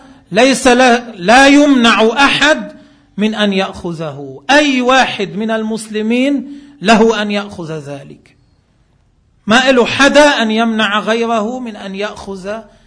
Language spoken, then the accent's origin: Arabic; Lebanon; ما عندنا بلبنان ما في منه